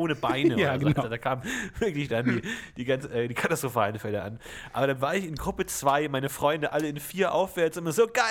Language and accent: German; Bavaria, Germany; Ich komme ja aus Bayern